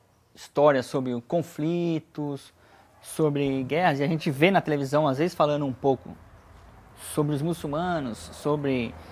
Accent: São Paulo, Brazil; born there; Eu nasci em São Paulo, né? E vivi com a minha família, né?

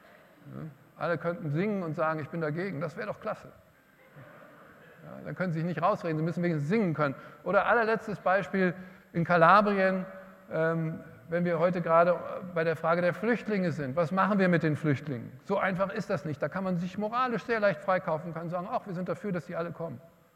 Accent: Hesse, Germany; mein Heimatland Hessen auch

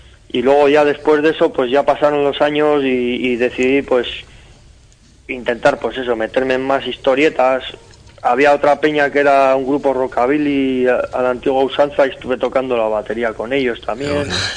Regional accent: Errenteria, Basque Country, Spain; yo soy de aquí, de Rentería, que es un pueblo pequeño que no tiene nada que ver con Donosti, que es súper pijo

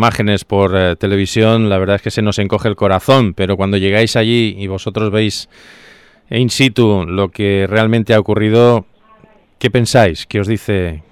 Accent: Spain; ¿Somos solidarios los españoles ante situaciones como esta?

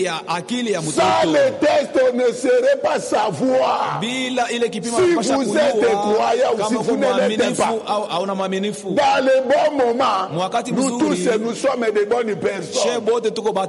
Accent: Kongo Central, DR Congo; Chez nous, au Congo central

